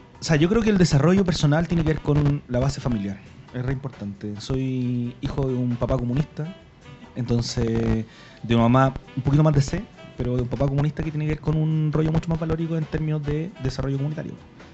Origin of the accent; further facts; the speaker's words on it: Puente Alto, Santiago Metropolitan, Chile; Soy de uno de los barrios más antiguos de Puente Alto, que es frente a la Volcanita, la calle San Pedro con Concha y Toro. Mi abuelo era administrador de un fondo en el sector. Entonces mi familia lleva por lo menos 80 años viviendo ahí en el lugar.